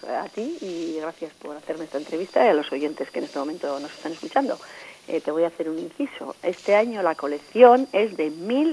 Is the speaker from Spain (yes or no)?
yes; Artziniega, Basque Country, Spain; hacer homenaje a mi pueblo, que es Archiniega.